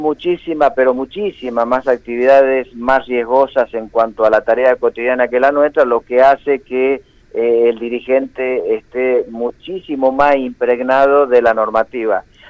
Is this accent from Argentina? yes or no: yes; Argentina; Como argentino, ¿no? Te duelen, sí, como argentino, ¿no?